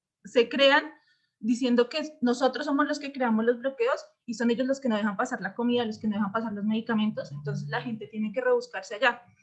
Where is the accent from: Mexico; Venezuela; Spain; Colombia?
Colombia; nosotros como colombianos en Argentina, en Nueva York, en Canadá, en Francia, nos estemos movilizando